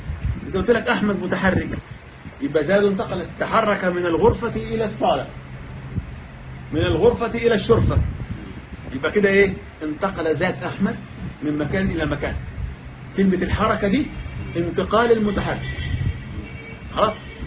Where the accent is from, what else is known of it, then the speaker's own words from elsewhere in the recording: Egypt; لكن احنا عندنا كمصريين كل هذه ايه؟ طوائي